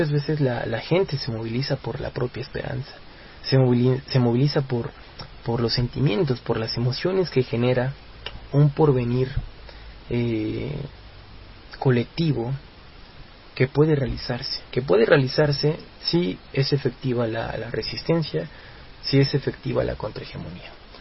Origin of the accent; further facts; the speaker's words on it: Mexico; a nosotros como mexicanos nos demuestra el sendero